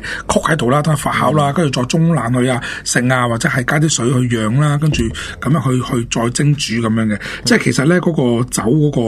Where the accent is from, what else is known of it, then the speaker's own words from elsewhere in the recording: China; 即系总之酒咧就喺我哋中国人眼中咧就无所不能嘅。